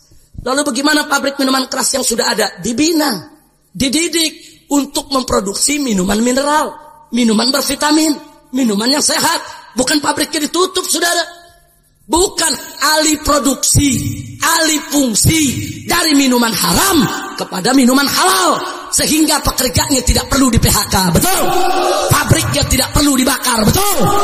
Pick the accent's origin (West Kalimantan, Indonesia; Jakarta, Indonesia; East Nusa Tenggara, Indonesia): Jakarta, Indonesia; Ya, kita orang Betawi digituin.